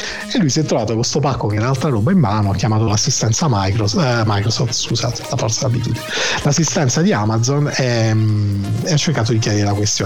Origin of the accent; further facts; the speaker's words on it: Apulia, Italy; Avete ragione, ragazzi, sono pugliese, perdonate, ho questa inflessione orrenda.